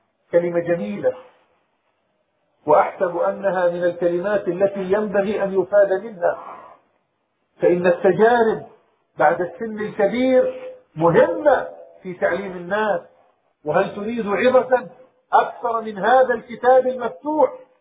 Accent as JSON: {"language": "Arabic", "country": "Palestine", "said": "معظم مدن بلادنا بلاد الشام وفلسطين"}